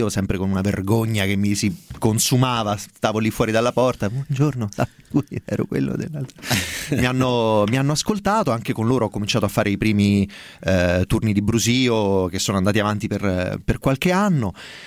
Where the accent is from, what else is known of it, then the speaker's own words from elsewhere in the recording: Viterbo, Lazio, Italy; beh, sono di Viterbo, quindi in qualche modo.